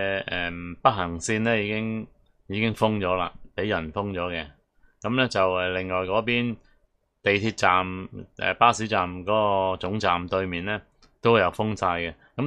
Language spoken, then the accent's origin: Cantonese; Hong Kong; 即系你唔知我哋香港人点顶。